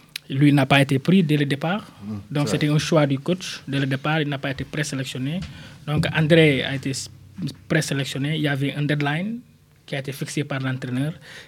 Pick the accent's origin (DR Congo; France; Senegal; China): Senegal; Ziguinchor; moi je l'ai vu à Ziguinchor dans ma région natale quand j'étais enfant en 92